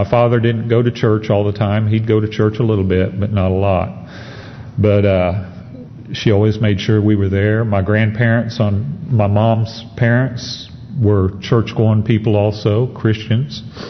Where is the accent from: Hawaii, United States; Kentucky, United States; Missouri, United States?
Missouri, United States; Branson; I grew up in Branson, Missouri, and Branson, Missouri had a four-way stop when I grew up there, and that was it.